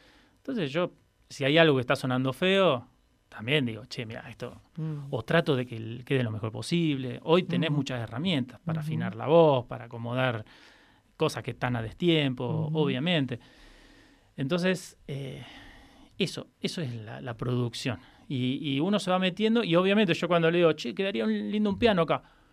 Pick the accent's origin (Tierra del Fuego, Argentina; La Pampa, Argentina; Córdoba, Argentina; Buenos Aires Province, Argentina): La Pampa, Argentina; Santa Rosa; soy una persona que nací en Santa Rosa, uh-huh. y viví toda mi vida en Santa Rosa, nunca me fui, no es que tuve un rato en cada lado